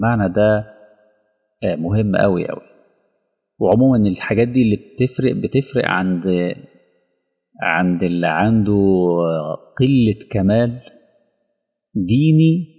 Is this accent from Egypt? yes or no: yes; Egypt; يعني عندنا في مصر بنسميه جلابية